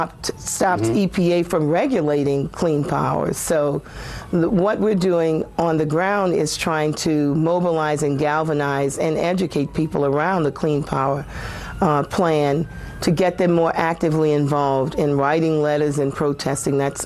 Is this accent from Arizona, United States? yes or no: no; New Orleans, Louisiana, United States; And I'm from New Orleans, so, and I know that 80% of all of the people who were affected by Katrina were African American